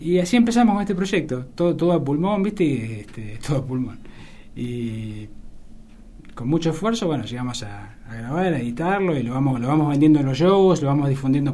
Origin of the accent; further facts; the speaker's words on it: Olavarría, Buenos Aires Province, Argentina; yo en realidad me crié en Olavarría, que es una ciudad que está...